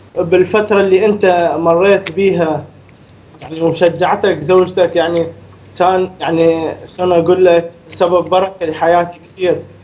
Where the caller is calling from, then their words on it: Iraq; انا من العراق